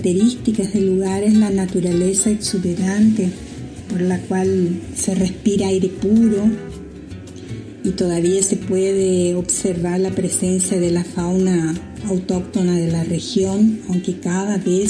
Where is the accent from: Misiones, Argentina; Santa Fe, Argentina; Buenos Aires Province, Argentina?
Misiones, Argentina; Profundidad; Somos de Profundidad. Es una pequeña localidad que está muy cerca de Posadas, la capital provincial de la provincia de Misiones.